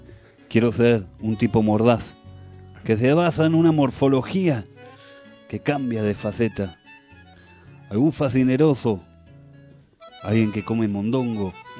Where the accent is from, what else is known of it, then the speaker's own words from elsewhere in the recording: Argentina; Somos argentinos que nos levantamos